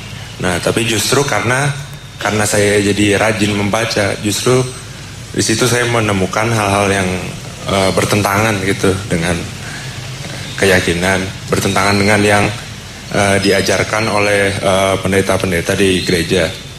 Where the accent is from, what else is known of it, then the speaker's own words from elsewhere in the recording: Jakarta, Indonesia; Saya dari asli dari Jakarta.